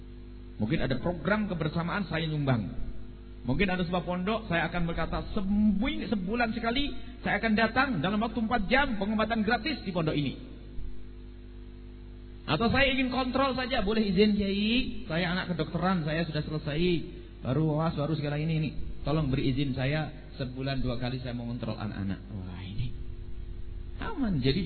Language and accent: Indonesian; East Java, Indonesia; now in Cirebon, Indonesia; Dulu waktu masuk Cirebon, kita pendatang orang dari Jawa Timur.